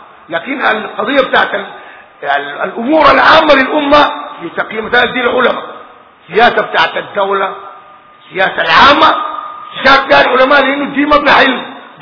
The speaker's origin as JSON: {"language": "Arabic", "country": "Sudan", "said": "الناس خاصة عندنا في السودان بينظروا كثير"}